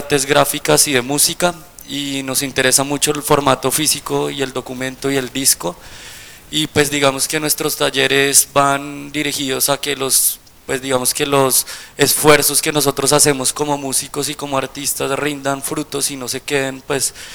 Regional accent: Colombia; las limitaciones que tenemos nosotros siendo colombianos

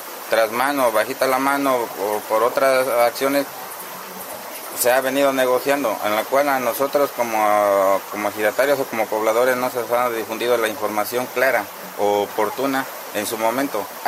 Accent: Ojo de Agua, Veracruz, Mexico; Soy nativo de este pueblo, del pueblo de Ojo de Agua, Miguel Hidalgo, municipio de Amatlán de los Reyes.

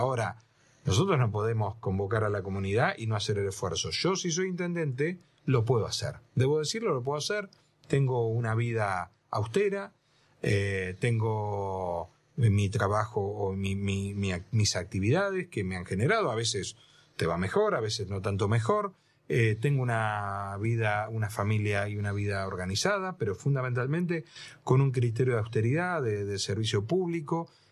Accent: Tres Arroyos, Buenos Aires Province, Argentina; now in Bahía Blanca, Argentina; Terminé el secundario en Tres Arroyos, donde nací, donde... gran parte de mi familia también estaba allá. Ajá. Era una familia de Tres Arroyos que se radicó porque mi papá era el médico del pueblo.

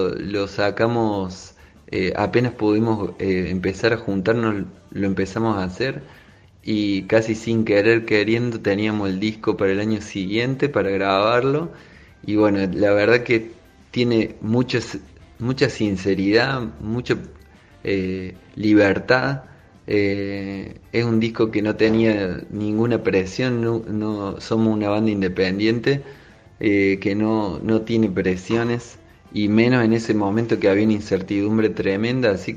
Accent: Córdoba, Argentina; born there; also born or lived in Madrid, Spain; Primero nacimos acá en Córdoba y nos mudamos al toque a vivir 5 años en Madrid.

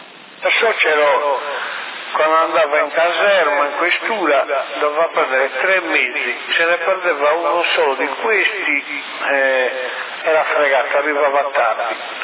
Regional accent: Sardinia, Italy; ma sono sardo.

